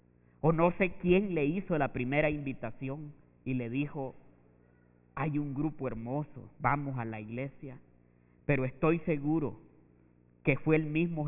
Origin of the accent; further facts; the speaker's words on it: El Salvador; Es un hombre que vive un poco distanciado de donde yo soy. Así pobre como somos en nuestros países, Centroamérica, El Salvador.